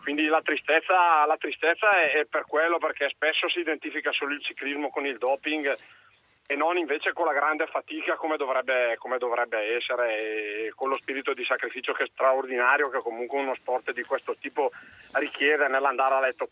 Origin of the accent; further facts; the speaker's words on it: Brescia, Lombardy, Italy; E poi da esulo un momentino da bresciano, mi dispiace molto per il mio Brescia